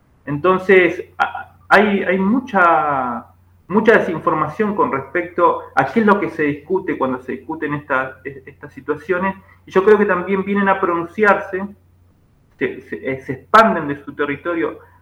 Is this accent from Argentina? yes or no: yes; Junín de los Andes, Neuquén, Argentina; yo me crié en Junín de los Andes, en el sur de Neuquén, cerca de San Martín de los Andes, y toda la vida miré con ojo de impresión el bosque de pino